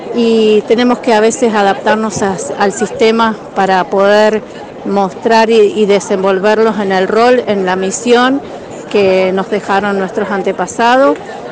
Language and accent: Spanish; San Martín de los Andes, Neuquén, Argentina; me designaron como CONA, una autoridad de la comunidad de San Martín de los Andes. Soy de allá, mi linaje es de allá ancestralmente, soy de la Los Currinca Tugún